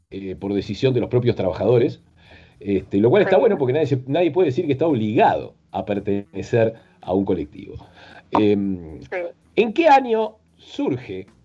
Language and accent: Spanish; Uruguay; Porque somos muy parecidos a los argentinos, casi somos argentinos, pero no somos, somos como una provincia independiente.